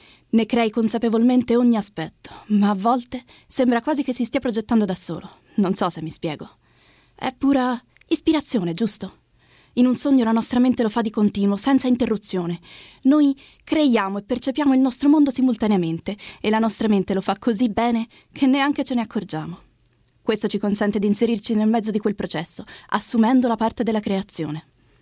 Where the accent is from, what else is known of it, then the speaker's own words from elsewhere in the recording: Florence, Tuscany, Italy; Di Firenze.